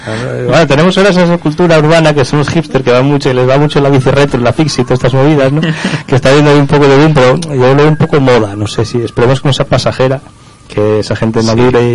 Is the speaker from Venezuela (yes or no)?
no; Pola de Lena, Asturias, Spain; born there; Pero es que mi abuelo era sastre, era sastre del pueblo donde yo nací, y él era un entusiasta de la bicicleta terrible. O sea, organizó ahí en Pola de Lena varias marchas ciclistas